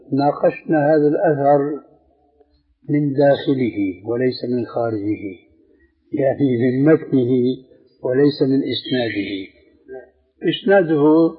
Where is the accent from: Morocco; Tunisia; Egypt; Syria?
Syria; كما يقولون أيضا عندنا في سوريا بصوت أحمدي يعني واسع في حرية كاملة